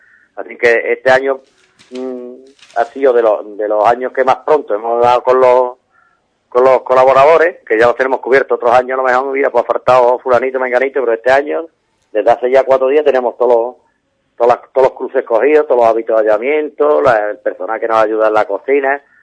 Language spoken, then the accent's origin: Spanish; Ubrique, Andalusia, Spain; el pueblo de Ubrique hay que darle un 10, porque es de las carreras que yo conozco, no es porque sea mi pueblo